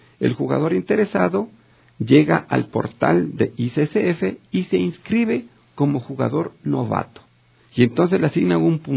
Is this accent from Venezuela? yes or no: no; Ecuador; vivo en Ecuador, soy ecuatoriano y quiero representarle a mi país.